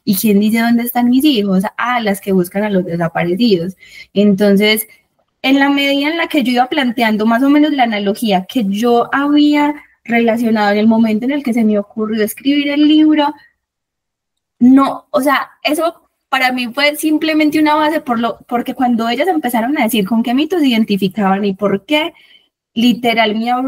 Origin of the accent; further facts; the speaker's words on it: Don Matías, Antioquia, Colombia; yo vengo de Don Matías, que es el norte, y estas mujeres son del oriente